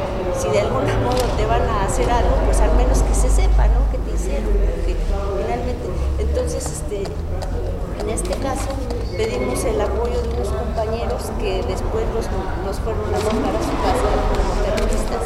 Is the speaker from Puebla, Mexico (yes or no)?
yes; Puebla, Mexico; Yo soy de Minerales, de la colonia Minerales de Guadalupe Sur.